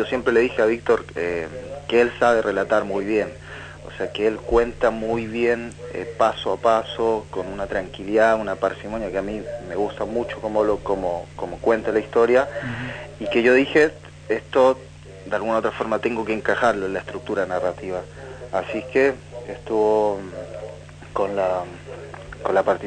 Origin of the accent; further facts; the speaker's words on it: Chile; now in Argentina; Yo vengo de Chile, soy director chileno